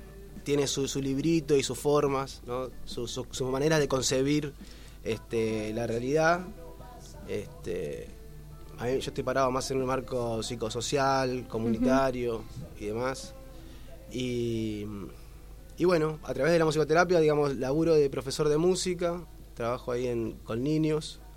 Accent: Avellaneda, Buenos Aires Province, Argentina; also born or lived in Hurlingham / Lanús; Soy de acá, soy de Avellaneda. Nací en Herley. Viví en Lanús.

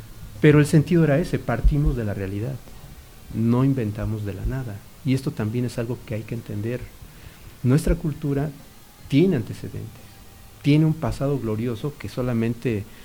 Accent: Mexico City, Mexico; moved away as an adult; yo nací y crecí en el DF, ¿no? Ahí estudié y ahí viví hasta los 30 y tantos años, y tengo cerca de 20 y tantos años viviendo acá.

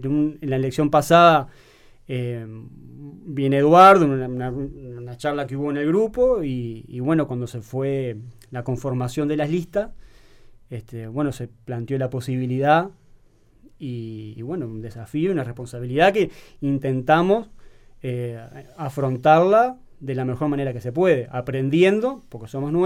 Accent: Piriápolis, Maldonado, Uruguay; yo soy de Piriápolis y quiero darle o poder contribuir en algo lo que esa ciudad me ha dado.

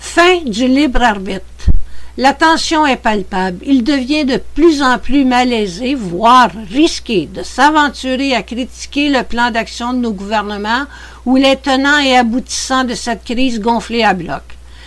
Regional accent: Quebec, Canada; Chez nous, au Québec

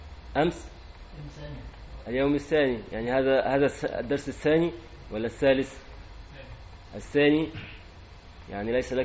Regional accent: Egypt; أنا مصري مسلم مثلك،

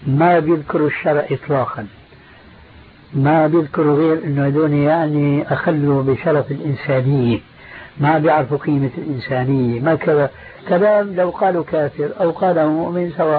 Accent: Damascus, Damascus Governorate, Syria; كان عندنا في دمشق مروج موقوفة لرعاية الخيل

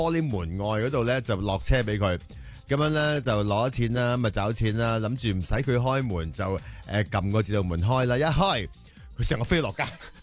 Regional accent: Hong Kong; 身为香港人，我都好支持咧，即系香港嘅经济发展啦

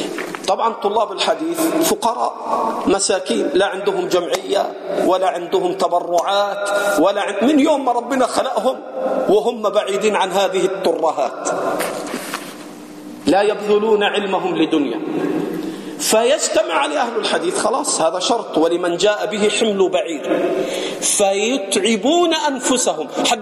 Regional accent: Egypt; عندنا في مصر بيقولوا الجمل طلع النخلة

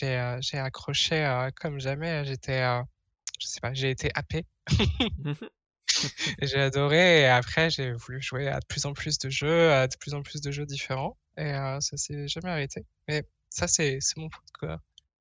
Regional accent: France; now in Netherlands; je suis française, j'habite aux Pays-Bas.

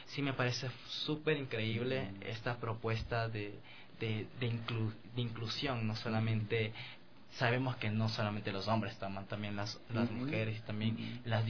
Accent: Archidona, Napo, Ecuador; Soy de Archidona, de la provincia de Napo.

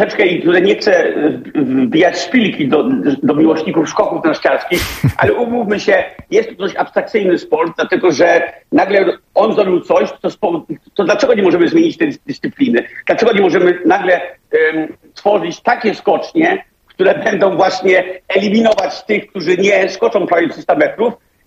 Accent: Denmark; Polish is a second language; now in Poland; sam wychowałem się w kraju, w którym największa góra ma 180 metrów chyba, czy nawet nie 180, już nie pamiętam jaka, ale Dania jest bardzo płaskim krajem

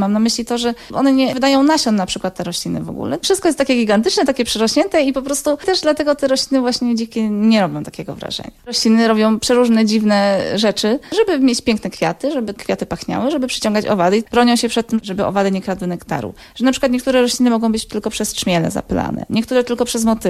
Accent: Lesser Poland, Poland; Wychowywałam się w takiej małej wiosce, w Beskidzie Wyspowym, koło Limanowej. To także miejsce po prostu cudne.

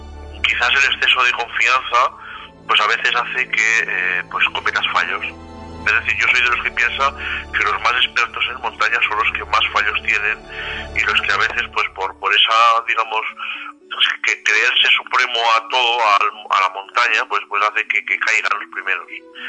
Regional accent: Teruel, Aragon, Spain; Esa es mi comarca de nacimiento. Bueno, yo me atreví a la libertad de iniciar el libro en Teruel, ya que soy yo de Teruel y es la zona que también más he vivido

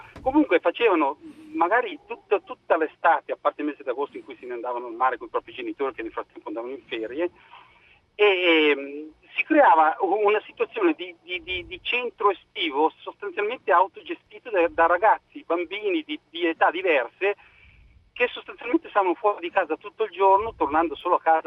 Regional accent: Lake Maggiore, Italy; now in Monza, Italy; io sono originario, adesso chiamo da Monza, ma sono originario di un paesino sul Lago Maggiore, un paesino dove eravamo circa 1 migliaio di anime, ma la popolazione d'estate possiamo dire che raddoppiasse.

